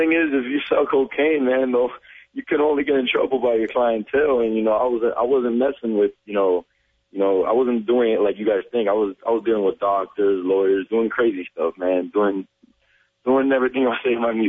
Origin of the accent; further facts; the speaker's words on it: Miami, Florida, United States; I'm still from Miami, man. They got to support me.